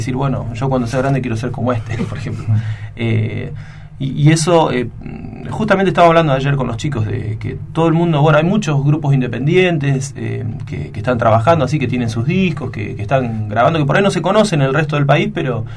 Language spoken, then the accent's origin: Spanish; Trenque Lauquen, Buenos Aires Province, Argentina; Somos de Trenquelauca.